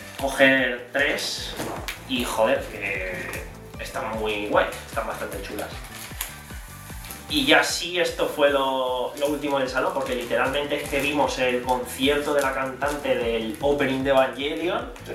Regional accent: Alicante, Valencian Community, Spain; vine hace 2 años, tal, yo soy de Alicante

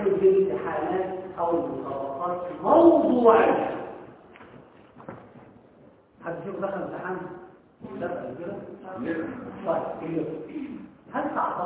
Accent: Egypt; الشيء اللي حدث هذا انه كان عندنا في مصر فيما قبل الثورة

